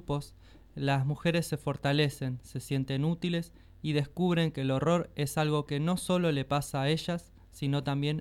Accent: Buenos Aires, Argentina; born there; Tengo 88 años, nací en Buenos Aires, Argentina

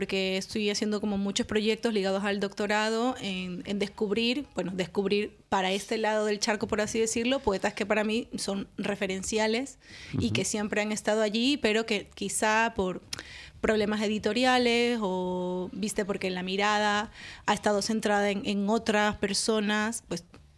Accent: Guayaquil, Guayas, Ecuador; De Guayaquil.

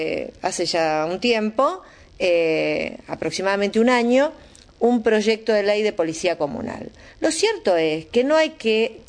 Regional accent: Florencio Varela, Buenos Aires Province, Argentina; yo soy de Florencio Varela, y esto es así, pero en mi distrito como en tantos otros.

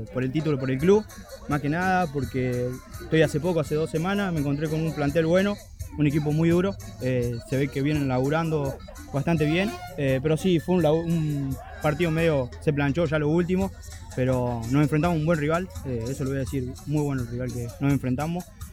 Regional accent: Rufino, Santa Fe, Argentina; also born or lived in La Pampa; De Rufino, pero vengo de La Pampa.

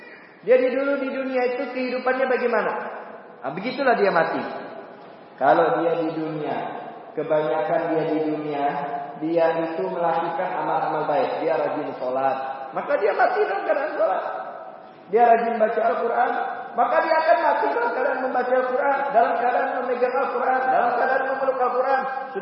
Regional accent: Pontianak, West Kalimantan, Indonesia; Saya ini asli Pontianak, Kalimantan Barat.

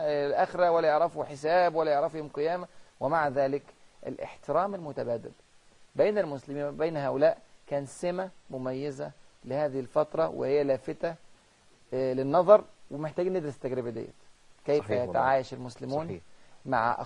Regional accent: China; Arabic is a second language; احنا عندنا في الصين 3 ديانات رئيسية،

